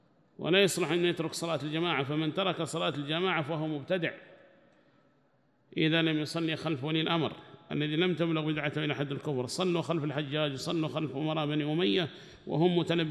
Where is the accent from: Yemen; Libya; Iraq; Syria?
Yemen; وأما نحن لله الحمد وسع الله علينا في بلدنا اليمن